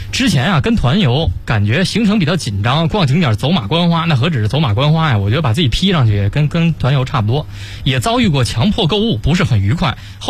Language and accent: Chinese; China